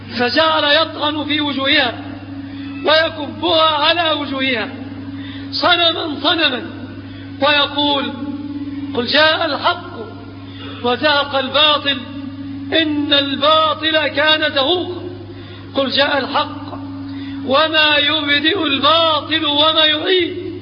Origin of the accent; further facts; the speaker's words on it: Egypt; في بلادنا مصر أوثان وأنصاب وأثلاث